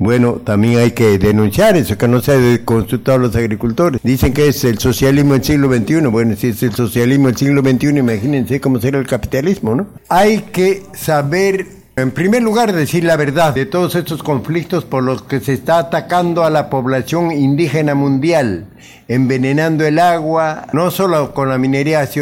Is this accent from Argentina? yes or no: no; Peru; Yo soy del sur del Perú, pero siempre voy allá